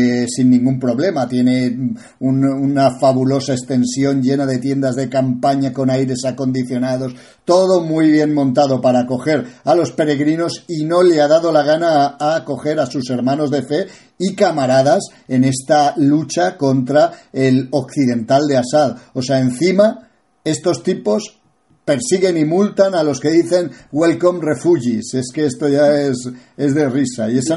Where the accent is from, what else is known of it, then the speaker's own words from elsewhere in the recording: Spain; como español